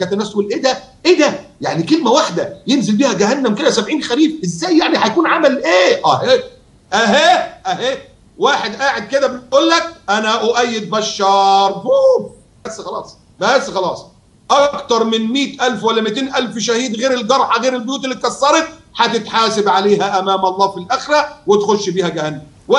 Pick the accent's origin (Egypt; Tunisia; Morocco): Egypt; احنا مصريين